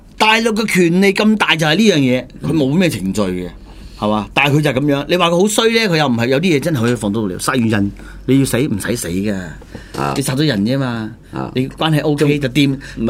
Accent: Hunan, China; 那個關長係湖南人嚟嘅、我哋湖南人嚟嘅

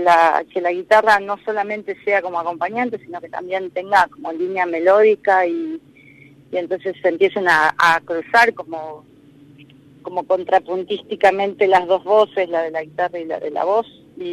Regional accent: Viedma, Río Negro, Argentina; now in General Roca, Argentina; Me crié en Viedma, como te decía. Ajá, sí. Y después me fui a estudiar y cuando volví, ya volví a Roca. Pero siempre vuelvo a Viedma

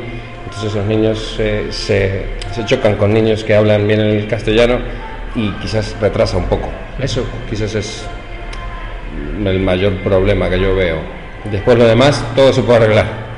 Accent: Buenos Aires, Argentina; sí, exactamente, soy de Buenos Aires.

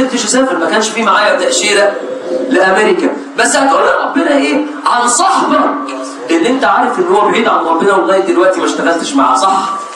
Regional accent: Egypt; طبعا ده لو عندنا في مصر

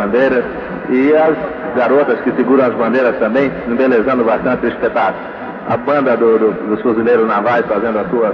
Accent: Brazil; Nós, que somos brasileiros, sentimos bastante honrados com cada lugar que vamos, cada estado do Brasil

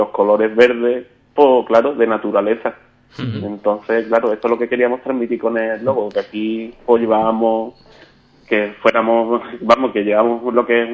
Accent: San José del Valle, Andalusia, Spain; Yo soy de San José del Valle

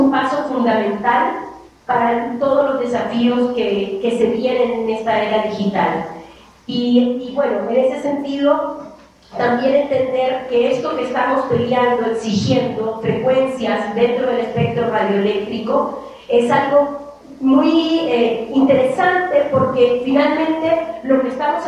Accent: Oaxaca, Mexico; En el caso de México, y específicamente de donde yo vengo, en Oaxaca

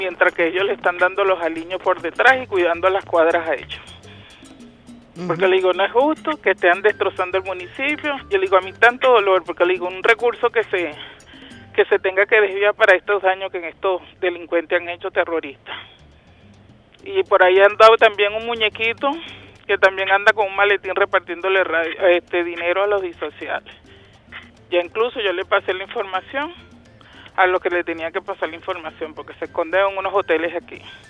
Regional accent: Sucre, Venezuela; un habitante más de este municipio, y tengo viviendo en el municipio 35 años, y no soy extranjera, soy criollita venezolana, salí del estado Sucre

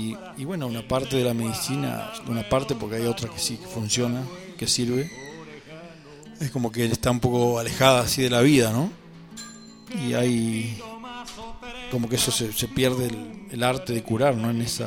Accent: Cholila, Chubut, Argentina; also born or lived in El Bolsón; trabajé en la zona de Cholila, que es mi lugar de origen, pero también me crié un poco acá en Bolsón.

